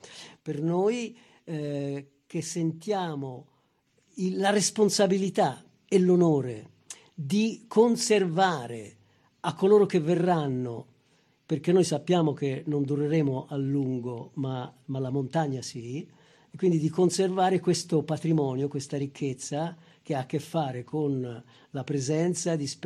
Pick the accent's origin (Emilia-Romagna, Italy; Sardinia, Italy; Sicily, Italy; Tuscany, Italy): Tuscany, Italy; Loro Ciuffenna; certamente anche il mio paese, Loro Ciuffenna e tanti luoghi del Prato Magno